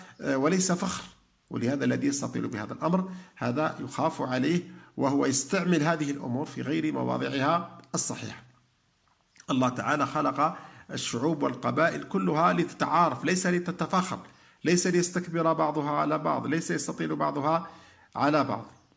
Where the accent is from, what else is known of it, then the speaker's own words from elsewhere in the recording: Algeria; يتاجر به ويتوهم أن دعاءه مستجاب والناس يقصدونه، مثل ما هو عندنا في الجزائر